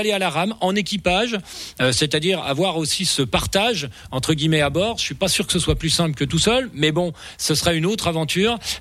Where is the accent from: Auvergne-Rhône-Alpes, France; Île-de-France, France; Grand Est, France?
Grand Est, France; Rochesson; Moi je viens de Rochesson, pour rappeler.